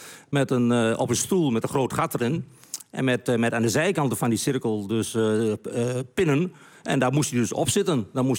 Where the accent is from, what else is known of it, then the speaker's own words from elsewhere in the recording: Overijssel, Netherlands; accent: Twents; Nee, ik praat zo plat als de pest. Ja. Dus ik doe het ontzettend plat Twents.